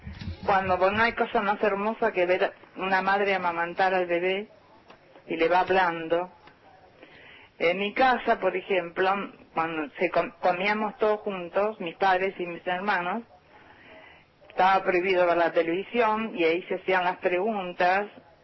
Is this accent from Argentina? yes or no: yes; Argentina; Yo soy descendiente de inglés, pero soy argentina hasta la muerte.